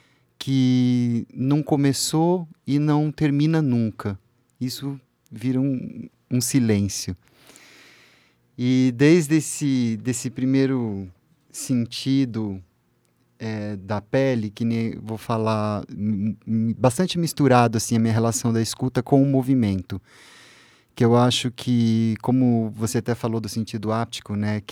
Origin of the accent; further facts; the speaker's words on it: Uraí, Paraná, Brazil; Eu sou do interior do Paraná, uma cidade chamada Uraí. E a gente fica a 600 quilômetros da praia mais próxima, né?